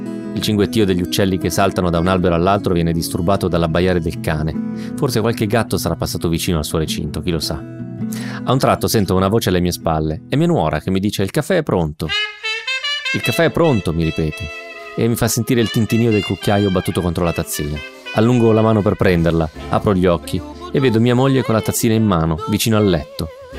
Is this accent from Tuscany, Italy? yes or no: no; Sondrio, Lombardy, Italy; moved away as an adult; now in Milan, Italy; Erano 9 anni ormai che non passavo 8 settimane intere consecutive nella mia città natale, Sondrio.